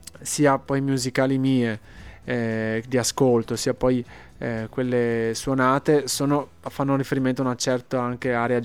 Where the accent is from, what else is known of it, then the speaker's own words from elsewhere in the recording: Tolmezzo, Friuli-Venezia Giulia, Italy; E anche dell'analogia che c'è tra Venezia e la Carnia, il mio paese, il Tolmezzo, il mio paese.